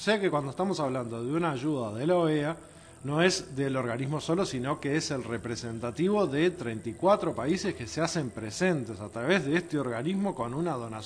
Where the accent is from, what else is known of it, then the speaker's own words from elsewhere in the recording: Uruguay; como uruguayo tengo que agradecer a la Organización de Estados Americanos